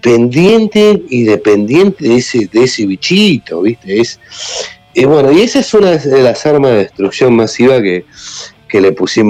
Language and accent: Spanish; Argentina; Yo estuve ahí, yo estuve, como argentino, yo estuve ahí, presente.